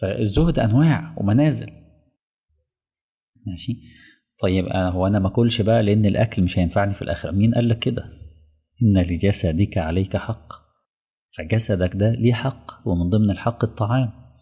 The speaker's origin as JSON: {"language": "Arabic", "town": "Mansoura", "region": "Dakahlia", "country": "Egypt", "lives_now": "Dammam, Saudi Arabia", "said": "وانا راجل من المنصوره وجاي لي شغل ما اكون مدرس في الدمام"}